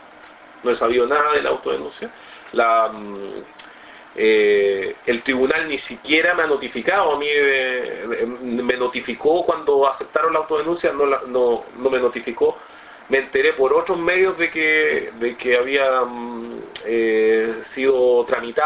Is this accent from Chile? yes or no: yes; Chile; creo que tenemos que ser decentes como chilenos